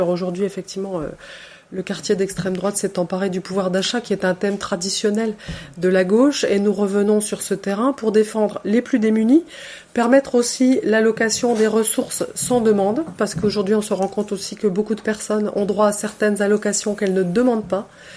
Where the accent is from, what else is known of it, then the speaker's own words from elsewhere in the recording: Le Haut-du-Tôt, Grand Est, France; Mais mon cœur est dans les Vosges. Ma famille est dans les Vosges. Moi, je suis originaire du Haut-du-Taux. Mes parents habitent toujours le syndicat. Mon frère habite Remiremont. Je possède une maison au syndicat.